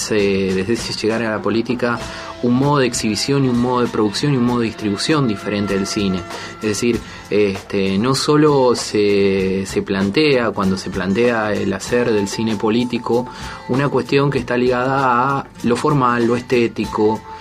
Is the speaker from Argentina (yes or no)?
yes; Argentina; Soy un cineasta argentino y hago films desde 1963.